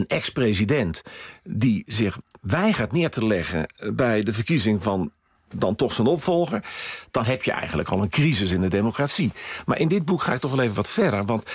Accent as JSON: {"language": "Dutch", "country": "Netherlands", "said": "maar goed, ook ik ben een Nederlander"}